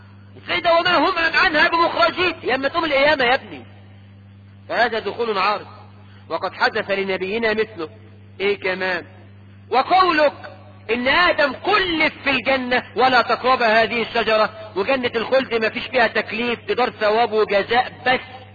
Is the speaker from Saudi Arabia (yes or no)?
no; Egypt; واحنا كمصريين تقول